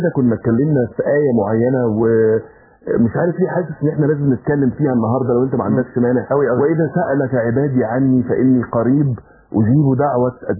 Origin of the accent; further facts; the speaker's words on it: Egypt; اعتبار ان احنا كمصريين عندنا حته كل سنه طيب دي